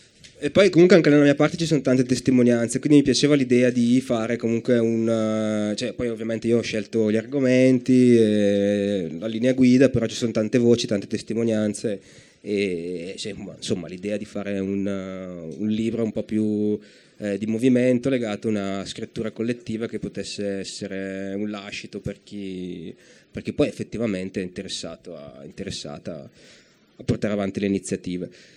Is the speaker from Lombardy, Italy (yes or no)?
yes; Brescia, Lombardy, Italy; che sono bresciano